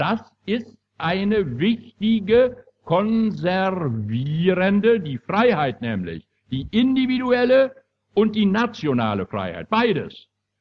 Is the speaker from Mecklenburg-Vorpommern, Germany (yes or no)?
yes; Mecklenburg-Vorpommern, Germany; Ich, meine Damen und Herren, stamme aus Mecklenburg und ich stamme aus Vorpommern